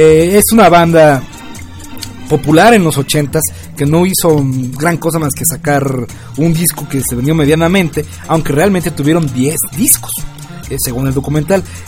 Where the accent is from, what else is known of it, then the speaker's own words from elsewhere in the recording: Mexico; Así es, celebrando que somos mexicanos, no somos del Bicentenario.